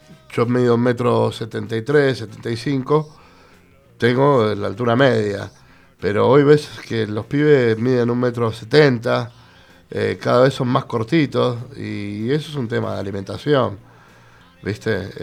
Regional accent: Buenos Aires, Argentina; yo soy del barrio de San Telmo, originariamente

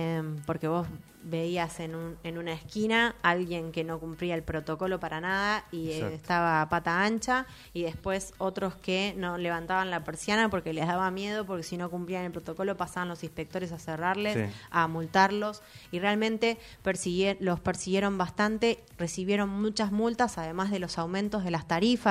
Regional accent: Quilmes, Buenos Aires Province, Argentina; Sí, sí, soy quilmenia. También nací en el hospital de Quilmes.

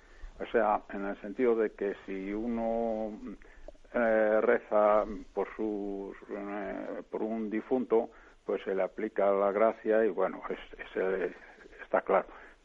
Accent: Palencia, Castile and León, Spain; soy de aquí, de Palencia.

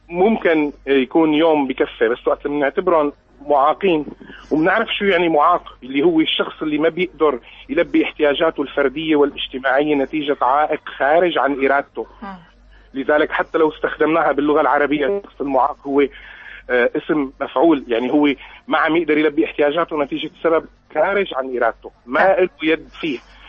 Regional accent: Syria; أنه نحن عندنا بسوريا الكلمة المستخدمة هي كلمة نفسه تماماً

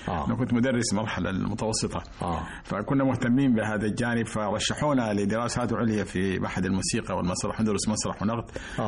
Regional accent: Sudan; وأنا في الصف الثاني الثانوي في السودان، كنت أراسل

